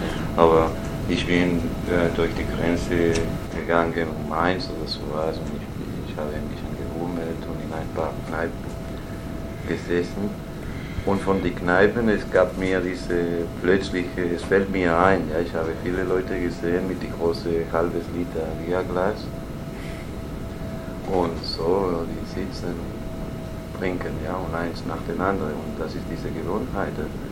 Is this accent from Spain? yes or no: yes; Spain; German is a second language; ich sagte, ich bin Spanier, und plötzlich den ganzen Kleinen bekannte, dass ich Spanier war.